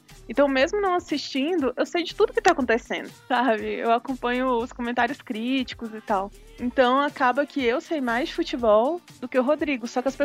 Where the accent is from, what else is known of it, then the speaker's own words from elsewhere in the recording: Brasília, Federal District, Brazil; E eu sou brasiliense. E mulher ainda por cima, né?